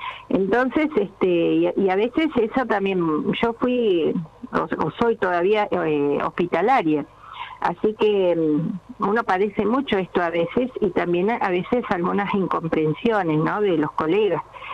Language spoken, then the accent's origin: Spanish; Comodoro Rivadavia, Chubut, Argentina; also born or lived in Sarmiento / Córdoba; Yo nací en Sarmiento, a los 2 años me fui a Comodoro, ahí estuve en la escuela 150, kilómetro 8, después cursé en el María Auxiliadora y me fui a Córdoba a estudiar.